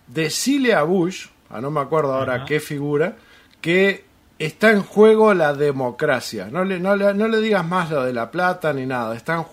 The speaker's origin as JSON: {"language": "Spanish", "country": "Uruguay", "said": "Para mí, como uruguayo, eso me generó una deuda eterna con Estados Unidos."}